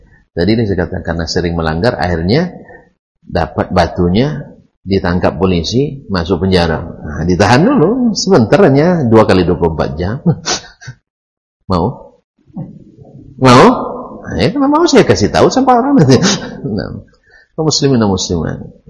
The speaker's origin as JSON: {"language": "Indonesian", "region": "Riau", "country": "Indonesia", "said": "Bukan, saya asli Ocunya. Ultes DNA-nya. Ya. DNA asli Ocu."}